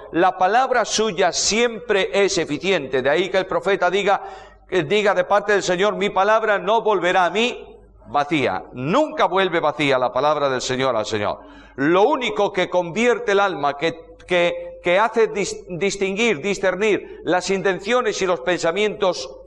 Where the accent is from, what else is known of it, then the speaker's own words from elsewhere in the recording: Spain; Imagínate que yo, que vengo del calor de España, allí estamos en verano, vengo al frío argentino.